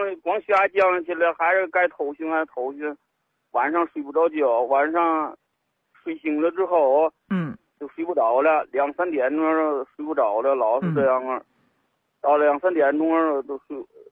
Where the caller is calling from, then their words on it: Dingxing, Hebei, China; 我是鼎兴县的，保定市鼎兴县。